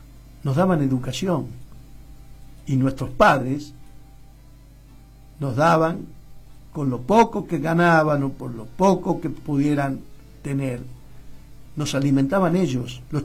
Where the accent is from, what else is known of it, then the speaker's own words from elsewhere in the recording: Argentina; ¿Somos o no somos pelotudos los argentinos?